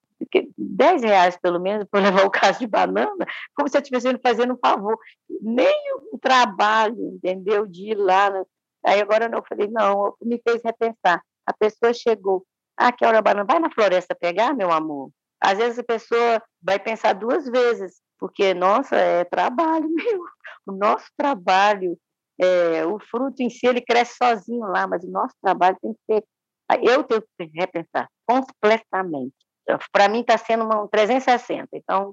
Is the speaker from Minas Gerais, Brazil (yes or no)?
yes; Minas Gerais, Brazil; Eu sou mineira ainda por cima